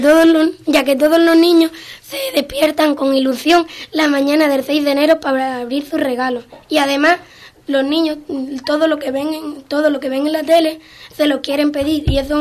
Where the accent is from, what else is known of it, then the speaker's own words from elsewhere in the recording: Spain; Los españoles tenemos la tradición de comernos 12 uvas al son de las campan